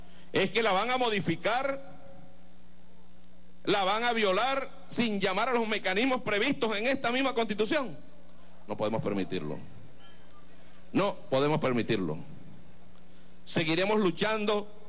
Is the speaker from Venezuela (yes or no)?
yes; Venezuela